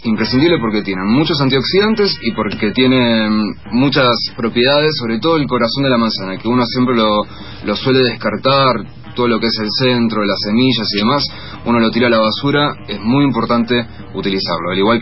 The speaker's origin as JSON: {"language": "Spanish", "region": "Río Negro", "country": "Argentina", "said": "soy del Alto Valle de Río Negro y Neuquén"}